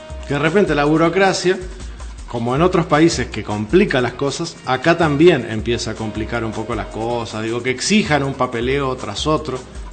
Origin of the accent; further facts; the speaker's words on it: Uruguay; El uruguayo es muy creativo, yo me considero creativo, sí, como uruguayo.